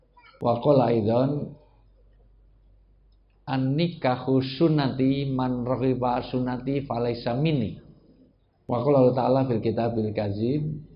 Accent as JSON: {"language": "Indonesian", "region": "Java", "country": "Indonesia", "said": "mohon maaf saya asli orang Jawa. Dalam tradisi Jawa, orang tua disebut sepuh."}